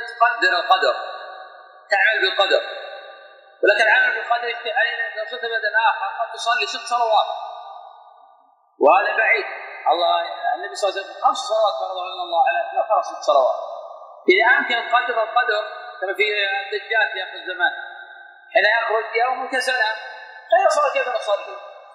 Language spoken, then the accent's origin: Arabic; Buraydah, Al-Qassim, Saudi Arabia; هذاك الوقت قريبا مثل عندنا في بريده